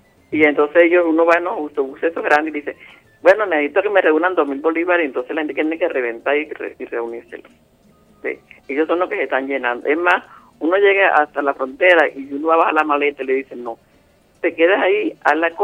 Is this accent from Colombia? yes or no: yes; Colombia; aquí tiene mi cédula colombiana, aquí tiene el papel que me dieron en el SAIME, del pasaporte, para ver dónde soy yo de Colombia.